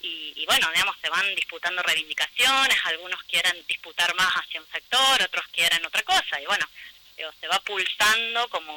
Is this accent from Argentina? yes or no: yes; Mina Clavero, Córdoba, Argentina; Sí, yo soy criada en Mina Clavero y actualmente visitante permanente de Nono.